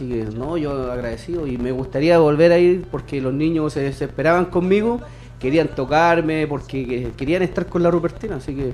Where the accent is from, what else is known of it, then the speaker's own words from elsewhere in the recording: La Florida, Santiago Metropolitan Region, Chile; Yo soy de la Florida y en la Florida yo nunca he estado en nada.